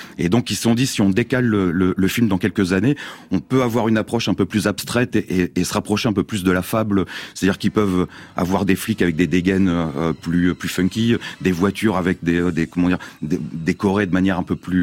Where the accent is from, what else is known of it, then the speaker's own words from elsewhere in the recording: France; parce qu'on est français, européen, on connaît pas bien l'Australie des années 70